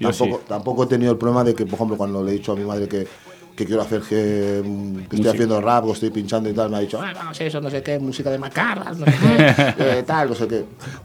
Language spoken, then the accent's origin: Spanish; Madrid, Community of Madrid, Spain; yo recuerdo porque yo vengo de Madrid, ¿sí?